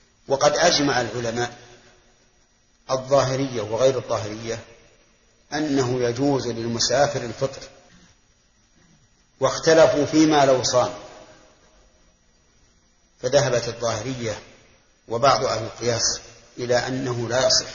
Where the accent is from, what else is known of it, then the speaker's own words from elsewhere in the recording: Al-Qassim, Saudi Arabia; خمس الصاع الحال عندنا في القصيم